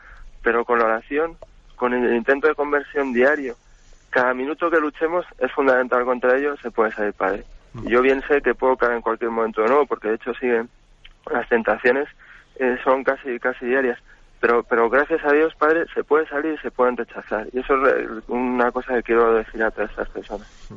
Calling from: Madrid, Community of Madrid, Spain; de Madrid.

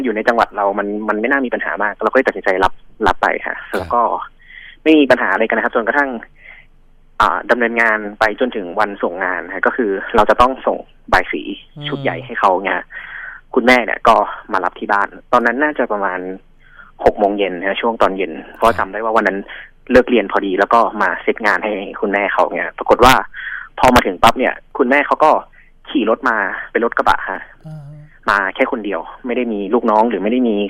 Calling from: Pathum Thani, Thailand; ปทุมธานีครับ

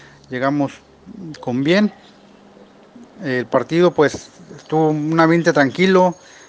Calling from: Tampico, Tamaulipas, Mexico; de Tampico. Les platico que la banda de acá del sur de Tamaulipas

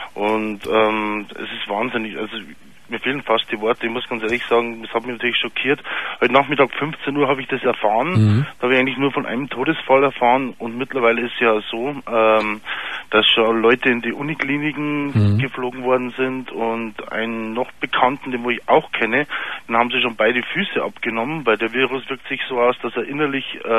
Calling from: Pfarrkirchen, Bavaria, Germany; Und ich bin ja aus Pfarrkirchen.

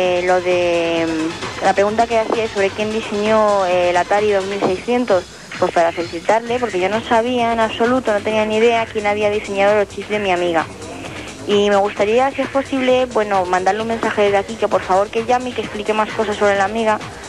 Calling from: Madrid, Community of Madrid, Spain; llamo desde Madrid.

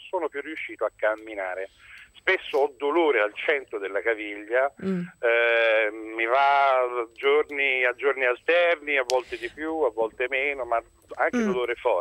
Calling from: Prato, Tuscany, Italy; Non sono da Pisa, ma sono da Prato.

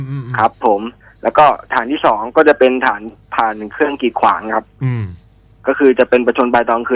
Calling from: Ayutthaya, Phra Nakhon Si Ayutthaya, Thailand; อยุธยาครับพี

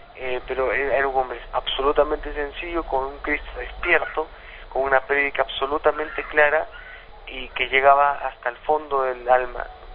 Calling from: Peru

